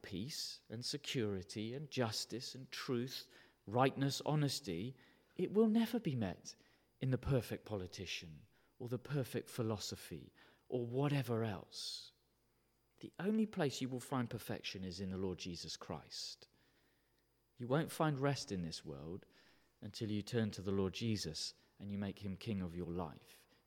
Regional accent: United Kingdom; And because we're British, we'll never say it.

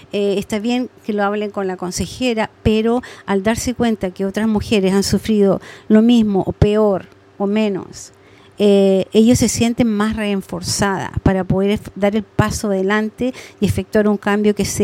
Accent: Chile; moved away; soy migrante chilena. En Chile yo estudié medicina nuclear y me especialicé en exámenes de cerebro.

